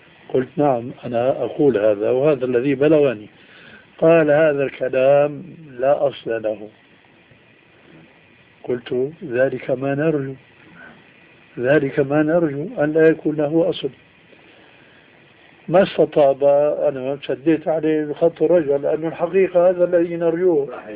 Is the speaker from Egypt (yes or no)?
no; Syria; راحت أيام وجاءت أيام كما يقولون عندنا في الشام